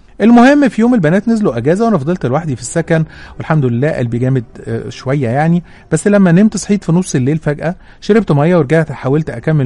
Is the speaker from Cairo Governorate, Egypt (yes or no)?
yes; Cairo, Cairo Governorate, Egypt; وقتها كنت بدرس في اسكندريه وانا من اهل القاهره، كنت قاعده في سكن الطلبه